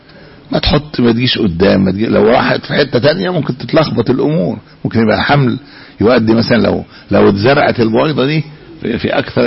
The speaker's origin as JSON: {"language": "Arabic", "country": "Egypt", "said": "احنا عندنا في مصر لوحدها بيولدوا كل 6 ثواني"}